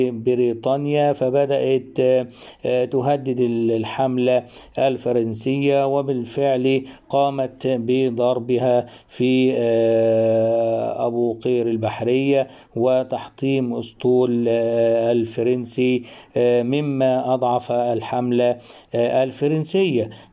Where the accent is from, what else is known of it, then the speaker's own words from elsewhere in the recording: Egypt; ما وجد عندنا في مصر من خضوع مصر للاحتلال البريطاني